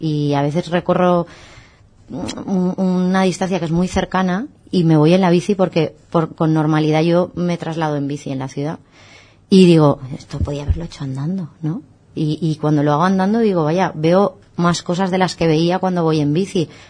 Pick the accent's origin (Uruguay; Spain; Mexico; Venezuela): Spain; los españoles no somos tan españoles o europeos, no somos tan deportistas